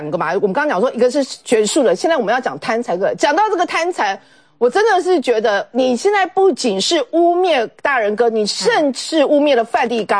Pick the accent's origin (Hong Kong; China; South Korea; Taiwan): Taiwan; 我们台湾人弄出来的个标准可以被世界引用的